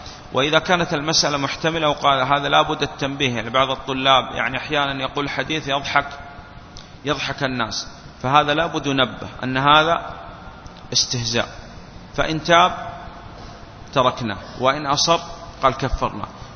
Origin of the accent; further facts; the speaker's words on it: Saudi Arabia; والآن نحن عندنا في السعودية